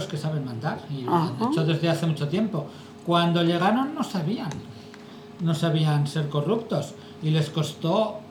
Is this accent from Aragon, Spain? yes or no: yes; Zaragoza, Aragon, Spain; born there; Yo nací en Zaragoza.